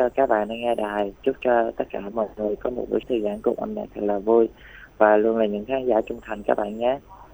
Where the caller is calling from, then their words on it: An Giang, Vietnam; em gọi đến từ núi Cấm của tỉnh An Giang đó anh.